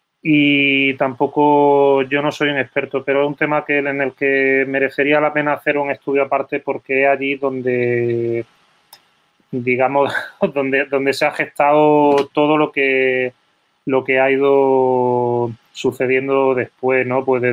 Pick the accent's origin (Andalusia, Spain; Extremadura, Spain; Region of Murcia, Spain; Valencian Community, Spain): Andalusia, Spain; Granada; moved away as an adult; also born or lived in Sevilla / Barcelona; Yo cuando me fui de Granada, bueno, estuve un año aquí en Sevilla y luego fui a Barcelona, donde estuve también unos cuantos años.